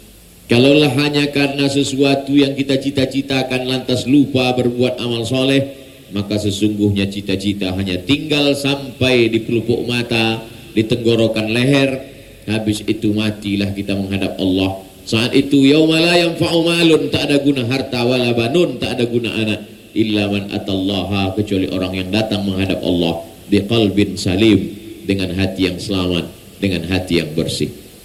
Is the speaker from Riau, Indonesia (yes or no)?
yes; Pekanbaru, Riau, Indonesia; takut dia saya datang membawa COVID